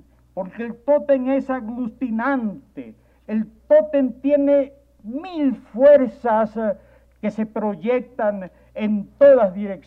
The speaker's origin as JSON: {"language": "Spanish", "country": "Ecuador", "said": "Soy un animal ecuatoriano, no puedo evitarlo."}